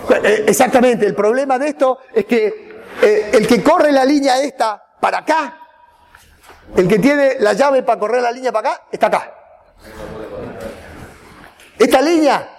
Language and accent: Spanish; Argentina; Esto lo digo como argentino, donde hay una crisis cada 10 años